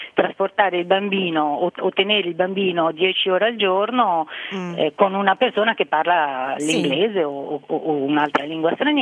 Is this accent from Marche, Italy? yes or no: yes; Marche, Italy; now in Venice, Italy; io sono marchigiana, mio figlio è nato a Venezia